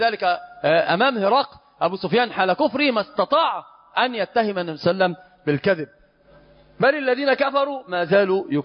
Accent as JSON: {"language": "Arabic", "country": "Egypt", "said": "هو ما زال طريح الفراش محنط عندنا في مصر"}